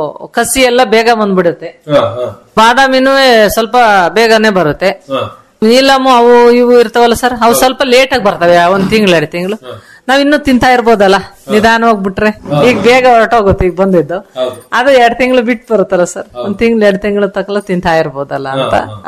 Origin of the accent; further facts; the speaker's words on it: Mangalapura, Karnataka, India; ಅಲ್ಲೇ ಕಟ್ಟೆ ಇದೆ ಸರ್, ಒಂದು ನಮ್ಮೂರಲ್ಲಿ ಮಂಗಳಾಪುರದಲ್ಲಿ, ಆ ಕಟ್ಟೆ ಹತ್ರ ಎಲ್ಲ ಬೇಕಾದಷ್ಟು ಮೇವು ಇರುತ್ತೆ ಸರ್.